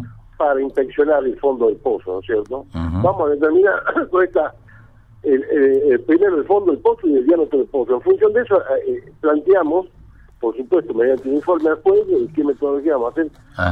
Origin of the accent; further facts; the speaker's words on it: Tartagal, Salta, Argentina; Yo también soy del mismo pueblo, somos de Tartagal